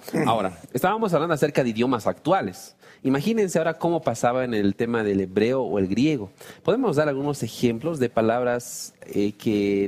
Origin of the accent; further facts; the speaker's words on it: Bolivia; Acá los que somos de Bolivia sabemos que gracias no significa que pare